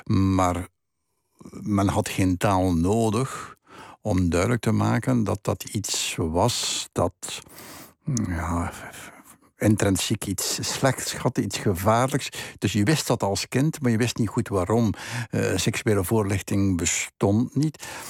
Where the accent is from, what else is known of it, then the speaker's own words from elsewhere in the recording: Flanders, Belgium; de plaats waar ik opgegroeid ben. De plaats, dat is West-Vlaanderen, dat is een vrij streng gebied. Mocht het niet katholiek zijn, ik zou het Calvijns noemen.